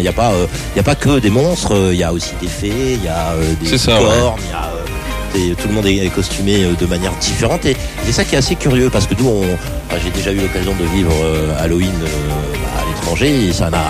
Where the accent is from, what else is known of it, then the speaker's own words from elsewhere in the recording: France; moi je suis français, donc j'habite de l'autre côté de la frontière.